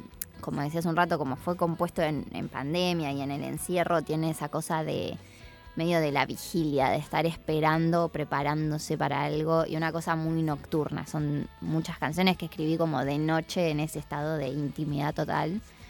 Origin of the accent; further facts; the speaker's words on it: City Bell, Buenos Aires Province, Argentina; Yo en realidad me crié en Citibel, Villaliza. Me gusta decir el campo porque vivo en la parte de calles de tierra y caballos, ovejas. Pero siempre fui al colegio en La Plata porque en realidad soy de familia platense.